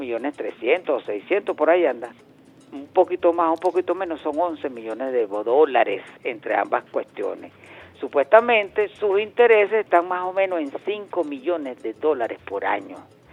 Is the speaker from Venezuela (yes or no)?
yes; Venezuela; como venezolanos que somos